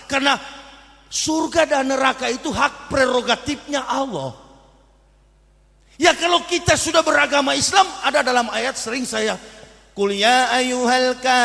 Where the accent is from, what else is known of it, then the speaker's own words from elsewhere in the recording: Manado, North Sulawesi, Indonesia; Saya orang Manado asli, asli kafir, begitu.